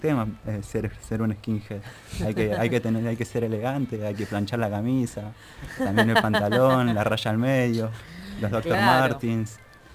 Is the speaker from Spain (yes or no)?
no; San Telmo, Buenos Aires, Argentina; yo soy de acá, de San Telmo.